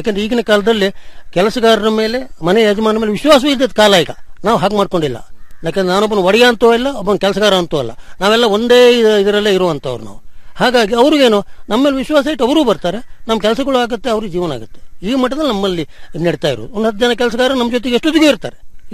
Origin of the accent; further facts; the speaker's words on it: Sagar, Karnataka, India; ನಾನು ಮೂಲತಃ ಸಾಗರ ತಾಲೂಕು